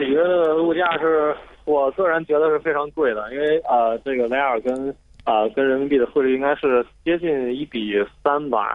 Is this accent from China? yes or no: yes; China; 我觉得确实作为中国人来说，很少有机会能到地球的另外一端，到巴西来深深感受他们的气氛。